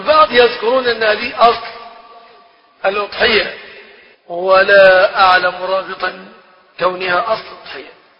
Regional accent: Egypt; يعني احنا من مصر يعني يجيبوا منين؟

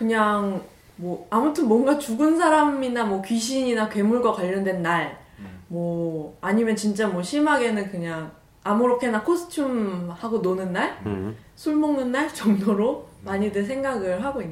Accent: South Korea; 외래 문화에 약하죠. 우리는 한국인이니까.

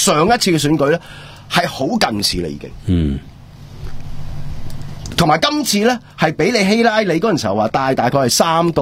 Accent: Hong Kong; 令我哋香港人已經唔好留意國際政治啦

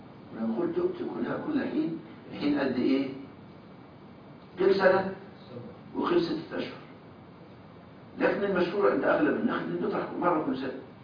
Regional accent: Egypt; طرح عندنا في مصر بيجيب 7 سنين

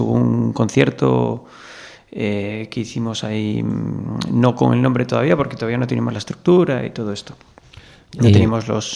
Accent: Oviedo, Asturias, Spain; soy de Oviedo y asturiano

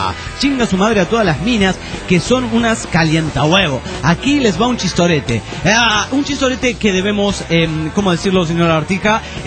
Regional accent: Tarija, Bolivia; Un saludo para todos los tarijeños.

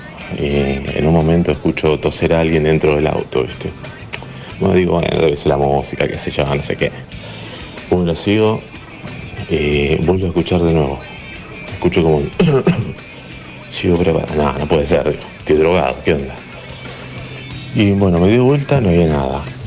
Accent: Berazategui, Buenos Aires Province, Argentina; soy de Berazategui.

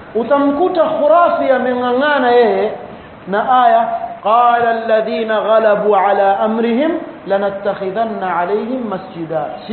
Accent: Mombasa, Mombasa County, Kenya; Wazee wa vijiweni kule kwetu Mombasa

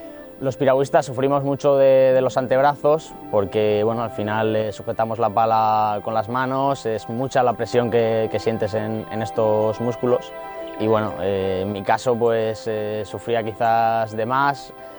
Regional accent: Talavera de la Reina, Castilla-La Mancha, Spain; Empecé a los 7 años en mi ciudad natal, en Talavera de la Reina

